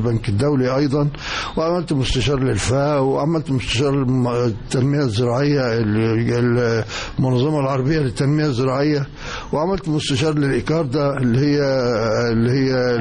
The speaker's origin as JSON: {"language": "Arabic", "town": "Asyut", "region": "Asyut Governorate", "country": "Egypt", "tie": "born or raised there", "said": "احنا اسره مصريه بسيطه متوسطه الحال، فكان وجود الجامعه في حد ذاته في مدينة أسيوط ونحن من المقيمين في مدينة أسيوط"}